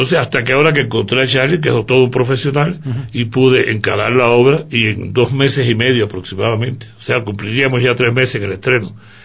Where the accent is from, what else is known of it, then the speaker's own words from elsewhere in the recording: Cuba; now in Ecuador; Y aunque yo soy cubano, esta obra es netamente ecuatoriana, está dedicada al pasillo.